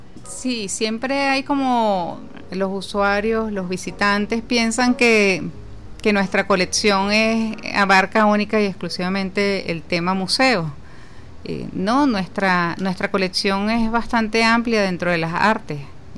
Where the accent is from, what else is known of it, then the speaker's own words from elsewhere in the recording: Venezuela; como venezolano, uno está como agradecido de todas las grandezas que nos puede mostrar el país